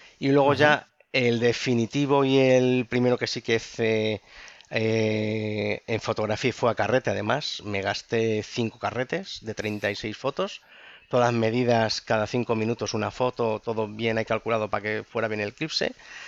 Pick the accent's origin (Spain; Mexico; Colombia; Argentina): Spain; Ávila, Castile and León; Con 14 años, yo, iluso de mí, salí con el … allí en mi pueblo, allí en Ávila